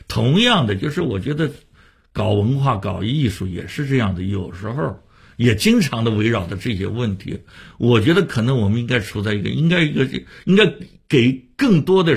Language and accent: Chinese; Shanghai, China; 我发现北京人也做过我们上海人的戏啊